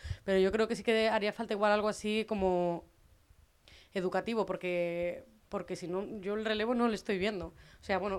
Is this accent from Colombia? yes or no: no; Cantabria, Spain; la gente de mi, no voy a decir de mi pueblo, sino de la gente que yo conozco de Cantabria, de mi edad y tal